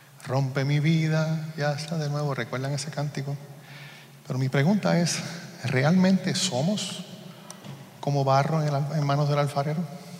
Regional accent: Puerto Rico; Yo soy de Puerto Rico y en Puerto Rico también lo celebramos.

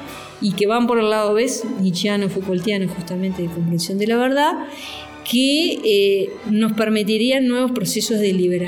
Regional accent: Uruguay; now in Mexico; yo como uruguaya, por eso me vine a vivir a México un tiempo

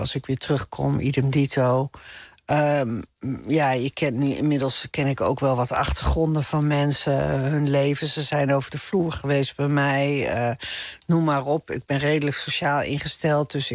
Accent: Amsterdam, North Holland, Netherlands; ik vind het wel moeilijk voor te stellen dat ik weer terug ga naar de stad Amsterdam, waar ik vandaan kom. Ik kan me wel voorstellen dat ik uiteindelijk ook weer een iets bebouwdere omgeving zoek dan dat hele kleine dorpje waar ik nu ben.

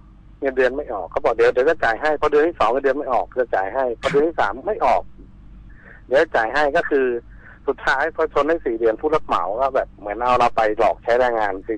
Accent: Chachoengsao, Thailand; ตอนนี้ผมอายุ35ปีครับผมเป็นคนฉะเชิงเทราโดยกำเนิดนะฮะ

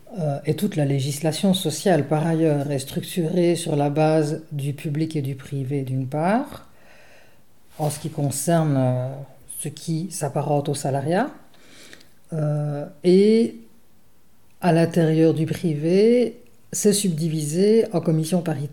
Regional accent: Liège, Wallonia, Belgium; Oui, je suis née à Liège et j'y vis depuis.

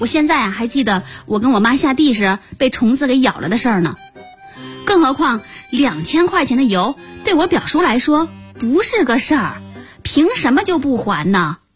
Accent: Shandong, China; 我们老家在山东半岛，我们那儿是花生的主产区，

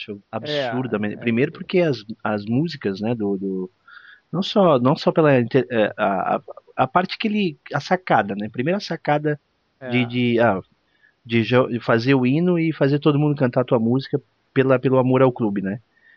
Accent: São Paulo, Brazil; Eu sou de São Paulo, né? E o meu time do coração é o São Paulo mesmo, que a gente morava por perto lá.

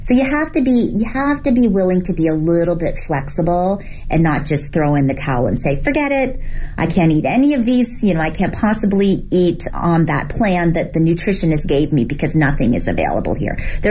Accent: Canada; also born or lived in Hong Kong / New York; now in Beijing, China; I was born in Hong Kong. I grew up in Canada. I lived in New York for 16 years before moving to Beijing 9 years ago.

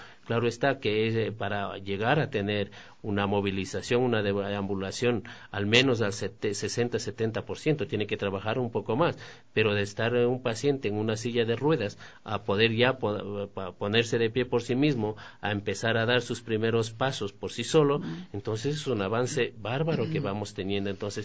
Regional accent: Guaranda, Bolívar, Ecuador; born there; Y le decíamos, yo nací en Guaranda, entonces decíamos, éramos vecinos.

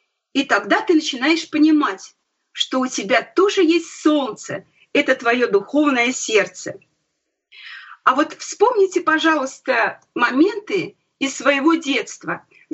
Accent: Krasnoyarsk, Krasnoyarsk Krai, Russia; born there; Вот я вспомнила свое детство. Я родилась в Красноярске.

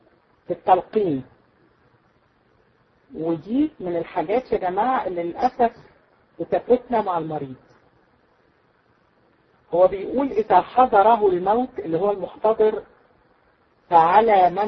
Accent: Egypt; احنا عندنا في مصر يقول لك بتسولي عليه

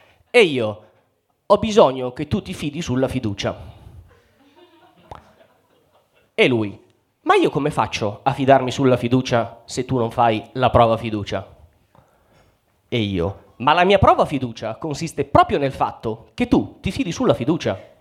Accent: Mantua, Lombardy, Italy; io vengo da Mantova. Chi conosce Mantova?

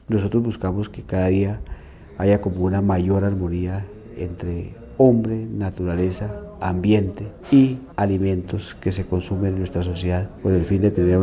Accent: Santander, Colombia; soy santandereano.

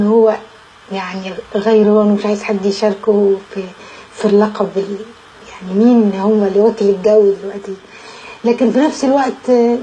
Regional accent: Egypt; أنا عايز أقول لك إن أنا مصرية

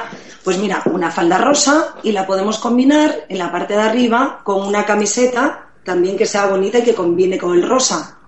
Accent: Asturias, Spain; now in Madrid, Spain; Pues mira, yo soy asturiana.

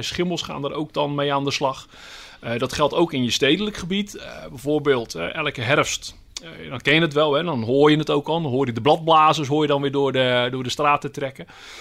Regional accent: Vlaardingen, South Holland, Netherlands; Ik kom uit Vlaardingen, daaraan grenst, hè, het Midden-Delflandgebied.

